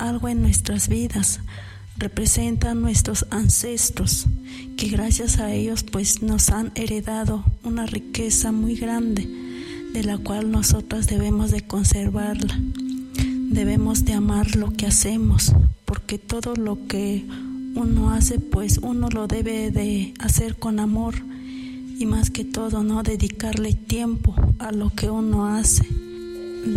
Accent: San Marcos Tlapasola, Oaxaca, Mexico; Soy originaria de San Marcos Tlapasola, donde se trabaja el barro rojo, como son ollas, comales, cajetes, platos, tazas y floreros. Soy una mujer zapoteca.

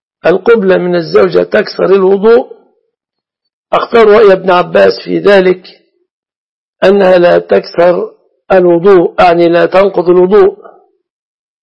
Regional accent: Egypt

